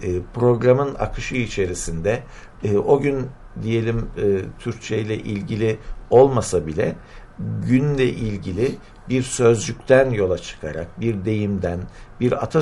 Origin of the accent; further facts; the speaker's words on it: Adana, Turkey; Ben de bir Adanalı olarak tabii 5 Ocak'ın Adana'nın tarihindeki yerini çok iyi biliyorum.